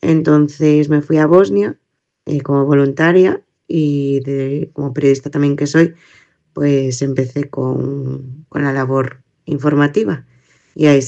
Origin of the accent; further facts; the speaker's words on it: Spain; Como persona española que lleva muchos años viajando en muchos países